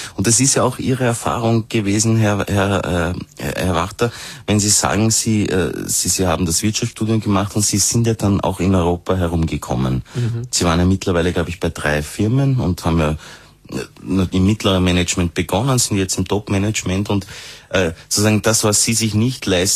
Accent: Austria

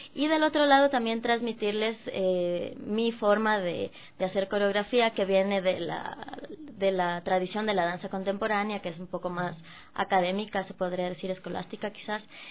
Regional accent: Ecuador; enfrentarme a la danza ecuatoriana, digo, me parece como... Y lógico que haya tanta riqueza en mi país

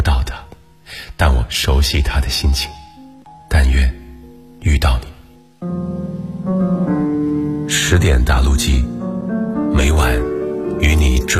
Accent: Shandong, China; 比如说你要到我的家乡，我是山东人，我的家乡有什么呢？

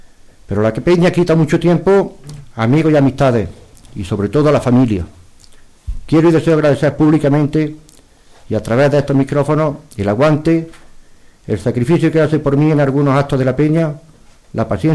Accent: Bailén, Andalusia, Spain; esta noche vuelan por mi patria chica de Bailén

